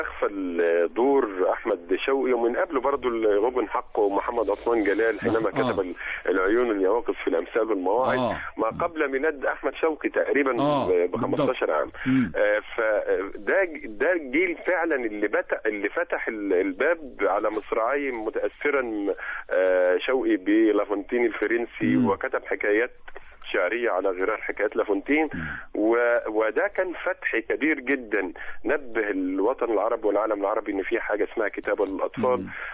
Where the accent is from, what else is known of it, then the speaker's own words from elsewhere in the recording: Egypt; فهو عرس ثقافي احنا نفخر به كمصريين للأمانة الشديدة